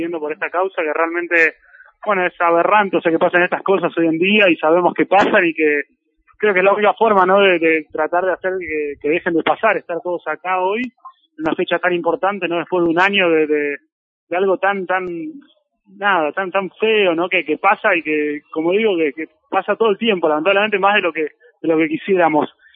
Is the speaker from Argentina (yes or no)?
yes; El Bolsón, Río Negro, Argentina; De acá, de Bolsón